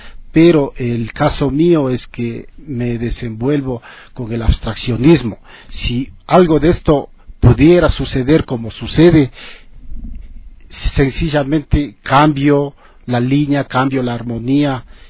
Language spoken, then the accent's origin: Spanish; Quito, Pichincha, Ecuador; born there; nací en el Ecuador, en Quito.